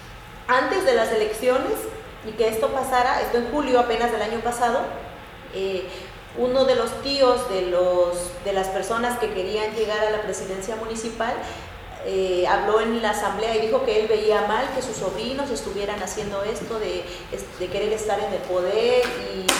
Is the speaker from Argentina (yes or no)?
no; Chapultenango, Chiapas, Mexico; los que comenzamos es Chapultenango, de donde soy yo